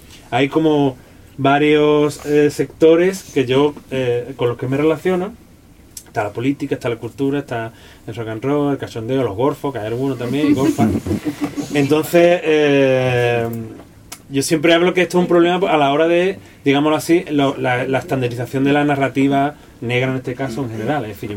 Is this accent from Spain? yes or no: yes; Cádiz, Andalusia, Spain; pues vengo de donde vengo, soy de Cádiz y todas estas cosas